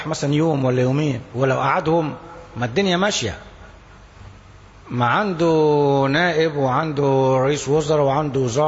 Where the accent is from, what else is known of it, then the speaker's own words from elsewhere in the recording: Egypt; كلامه كان كويس وقوي وعبر عننا كمصريين